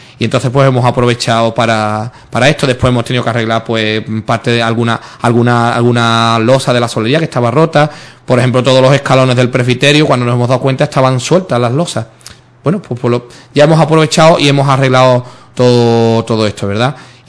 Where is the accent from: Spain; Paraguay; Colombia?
Spain; Sanlúcar de Barrameda, Andalusia; de Sanlúcar, de mi pueblo, de la parroquia de la O, de Nuestra Señora de la O, de mi pueblo, también de Sanlúcar.